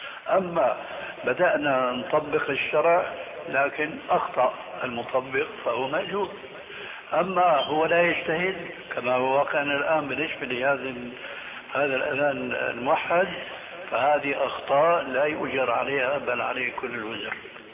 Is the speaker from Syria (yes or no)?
yes; Damascus, Damascus Governorate, Syria; رح يمكن هو كما يقولون عندنا في الشام